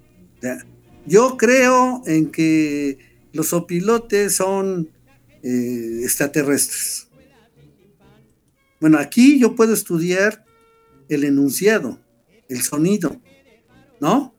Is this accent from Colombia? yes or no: no; Mexico; la narración que hemos construido de que somos mexicanos, cómo es que somos mexicanos